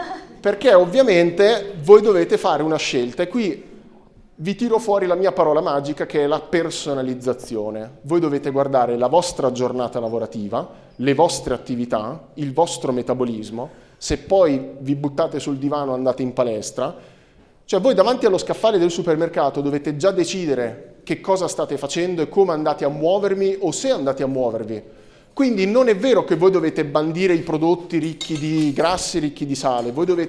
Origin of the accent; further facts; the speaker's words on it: Pesaro, Marche, Italy; Io poi sono di Pesaro, tendente alla Romagna, per cui dalle mie parti, insomma, ce n'è iosa.